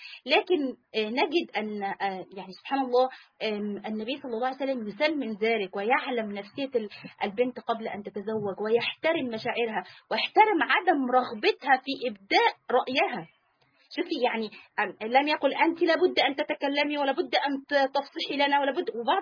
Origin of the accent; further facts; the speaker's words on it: Egypt; سواء البلاد العربية أو سواء عندنا في مصر، في بعض القرى